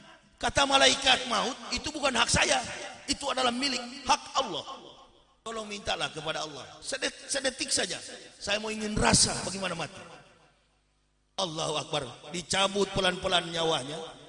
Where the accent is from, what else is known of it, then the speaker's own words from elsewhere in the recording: Manado, North Sulawesi, Indonesia; Saya orang Manado, ceramah di Manado.